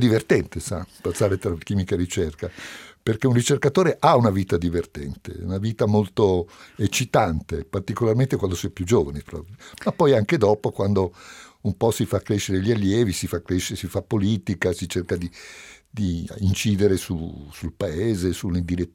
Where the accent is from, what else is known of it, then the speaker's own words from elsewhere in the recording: Palermo, Sicily, Italy; born there; pur essendo io nato a Palermo